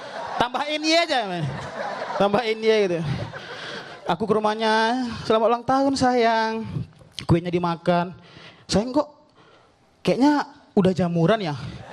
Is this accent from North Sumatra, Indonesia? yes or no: yes; Medan, North Sumatra, Indonesia; dan aku dari Medan